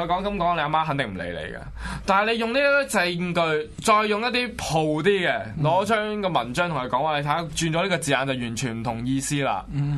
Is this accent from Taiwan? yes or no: no; Hong Kong; 我覺得我們香港人真的比不上內地人了